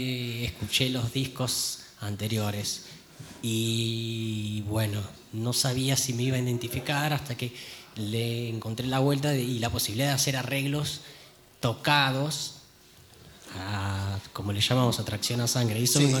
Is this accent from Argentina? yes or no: yes; Mar del Plata, Buenos Aires Province, Argentina; Bueno, yo vengo de Mar del Plata.